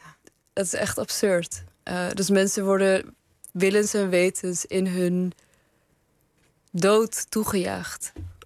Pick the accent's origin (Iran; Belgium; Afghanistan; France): Afghanistan; En in Afghanistan, waar ik vandaan kom, wordt het gegeten bij begrafenissen.